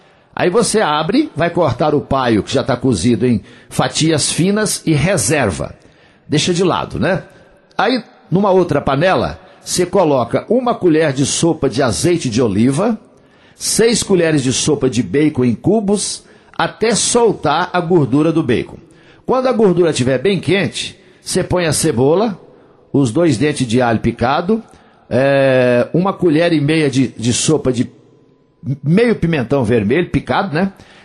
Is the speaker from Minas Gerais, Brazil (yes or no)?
yes; Coromandel, Minas Gerais, Brazil; lá na minha terra, em Coromandel.